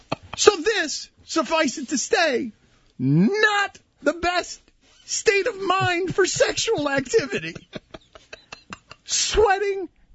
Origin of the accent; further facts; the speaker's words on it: United States; not announcing to anybody that I'm an American tourist.